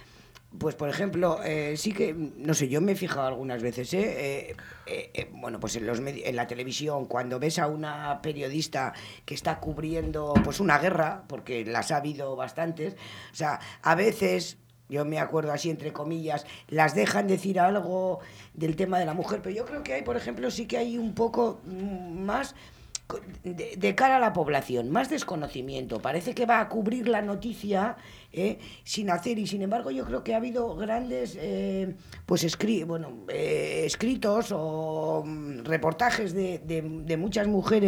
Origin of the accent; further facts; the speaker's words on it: Bilbao, Basque Country, Spain; eso somos de Bilbao